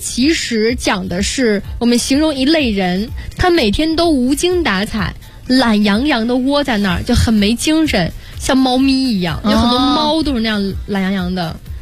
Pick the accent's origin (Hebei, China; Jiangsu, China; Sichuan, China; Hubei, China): Jiangsu, China; accent: Jiangsu; 我就会说你们是江苏人吧，然后对方就会被我吓一跳，我说我也是，因为我的口音上听不出